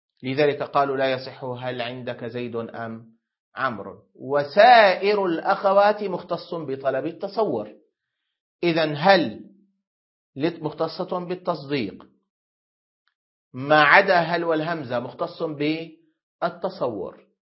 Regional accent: Syria; لا ما عندنا تمر في سوريا، لكن عندنا في سوريا يقابل دبس التمر دبس العنب

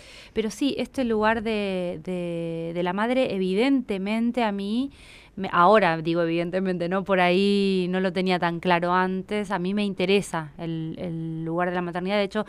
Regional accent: Buenos Aires, Argentina; algo que a mí me pasa como porteña, ¿no?

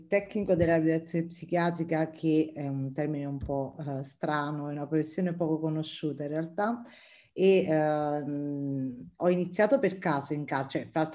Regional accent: Castellammare di Stabia, Campania, Italy; io sono campana, sono di Castellammare di Stabia, che è un paese ad alto contenuto camorristico.

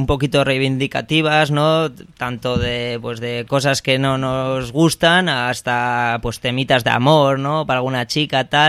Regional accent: Barakaldo, Basque Country, Spain; Venimos de allí, además somos los cuatro del mismo barrio

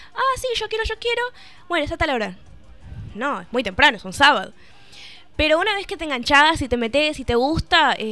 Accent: Buenos Aires, Argentina; Sí, yo soy porteña.

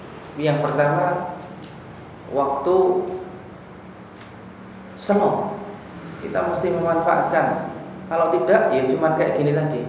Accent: Karangmalang, Indonesia; di kampung saya Karangmalang

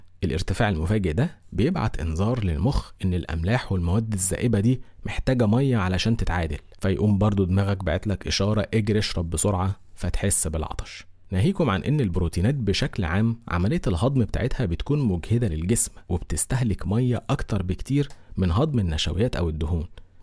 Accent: Egypt; وخصوصا عندنا في مصر

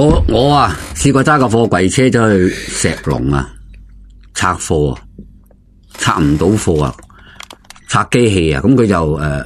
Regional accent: Hong Kong; 咁我哋香港人揸车

